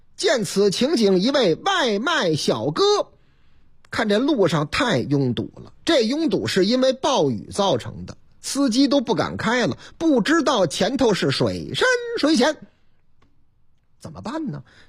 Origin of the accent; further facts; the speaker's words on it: Beijing, China; accent: Old Beijing; 精致的利己主义者用咱们家乡话叫什么呢？